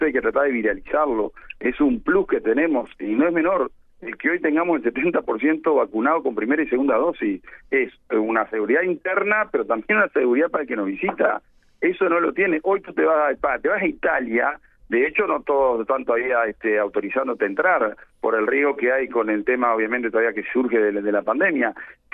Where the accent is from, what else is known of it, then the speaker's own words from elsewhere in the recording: Maldonado, Uruguay; porque bueno, ya que somos de Maldonado